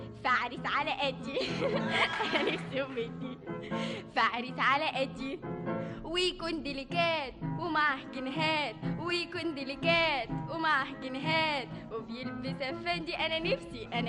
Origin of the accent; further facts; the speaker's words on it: Egypt; born there; طبعا ما دام مولوده في مصر وماما وبابا كلهم مولودين في مصر يبقى مصر تبقى